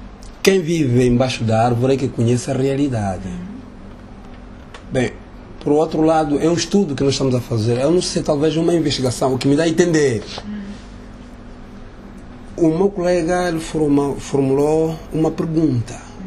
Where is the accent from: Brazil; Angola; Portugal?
Angola; Lunda; Não, não só Lunda, que eu estou a falar, que é a minha terra.